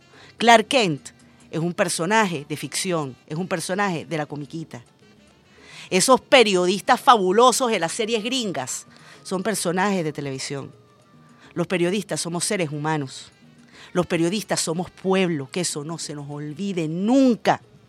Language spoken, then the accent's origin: Spanish; Venezuela; somos venezolanos de a pie como cualquier otro